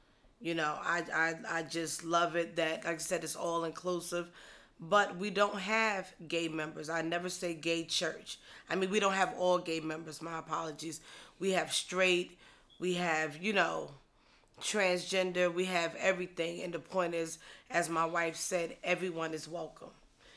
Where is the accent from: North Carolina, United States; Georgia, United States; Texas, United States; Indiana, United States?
North Carolina, United States; Like I said, I'm from North Carolina.